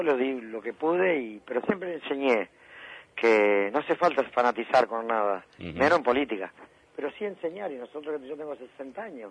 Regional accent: Entre Ríos, Argentina; hay propaganda en Entre Ríos, porque soy de Entre Ríos.

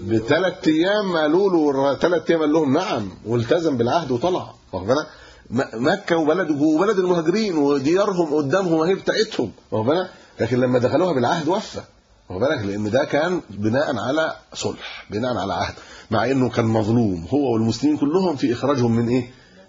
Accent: Egypt; انا كمصري ممكن اروح

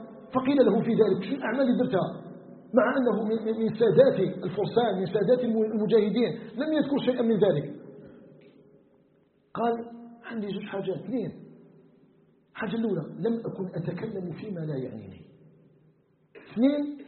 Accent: Algeria

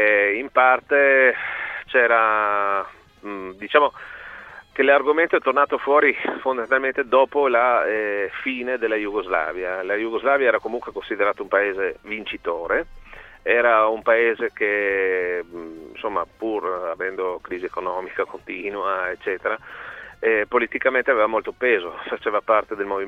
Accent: Trieste, Friuli-Venezia Giulia, Italy; Ma premesso che io sono di Trieste, da queste parti le foibe sono un argomento che è sempre stato presente

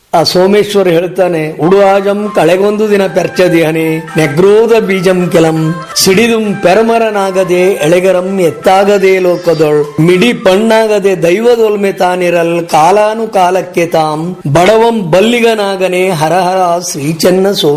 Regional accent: Hasanagi, Karnataka, India; ನಾವು ಮೂಲತಃ ಕರಡಿಗೆ ಮನೆ ಮತ್ತು ಹಾಸನಗಿಯವರಾಗಿದ್ರು. ಮೂಲತಃ ಹಾಸನಗಿಯವರು.

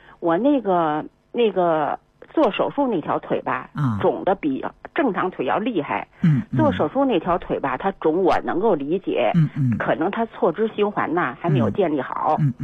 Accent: Beijing, China; 我是北京人，我今年72岁了。

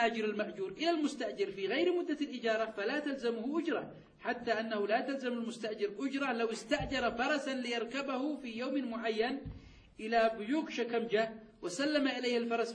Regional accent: Sanaa, Yemen; إلى بلدي صنعاء.

